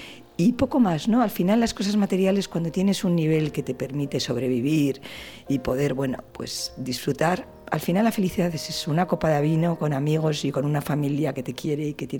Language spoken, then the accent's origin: Spanish; Valladolid, Castile and León, Spain; Yo soy de Valladolid, a mí me encanta ir al campo